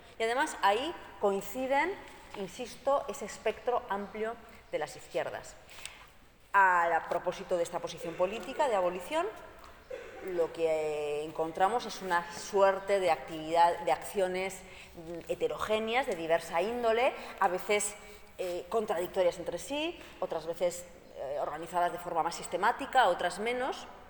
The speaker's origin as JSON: {"language": "Spanish", "region": "Basque Country", "country": "Spain", "said": "yo soy de Euskal Herria"}